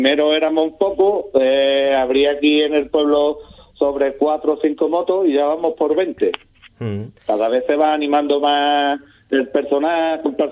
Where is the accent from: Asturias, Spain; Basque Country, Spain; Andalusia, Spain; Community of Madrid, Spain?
Andalusia, Spain; Ubrique; Sí, estos somos todos de Ubrique, compañeros todos de Ubrique.